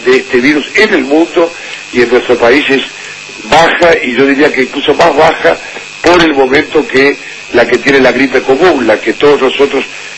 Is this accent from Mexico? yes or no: no; Uruguay; Sí, como corresponde, como uruguayo